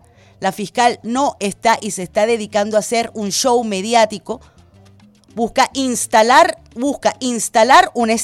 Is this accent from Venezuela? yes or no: yes; Venezuela; voy a hablar como ciudadana venezolana.